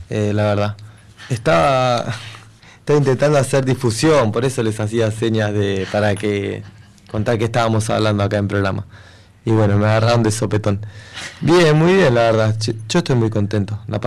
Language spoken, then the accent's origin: Spanish; La Rioja, Argentina; accent: Riojano; Tengo un acento riojano, si se han dado cuenta.